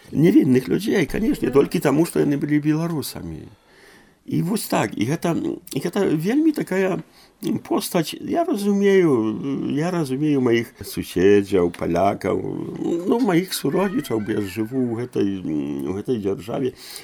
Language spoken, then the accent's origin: Belarusian; Poland; я нарадзіўся ў Польшчы, я ўсё жыццё пражыў у Польшчы. Ведаю палякаў дасканала.